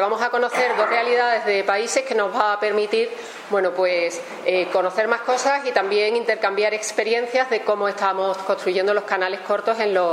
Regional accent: Seville, Andalusia, Spain; soy de Ecologistas en Acción de Andalucía, vengo de Sevilla

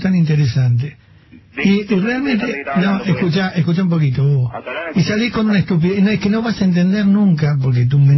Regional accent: San Isidro, Buenos Aires Province, Argentina; born there; Yo nací en San Isidro y vivo muy bien

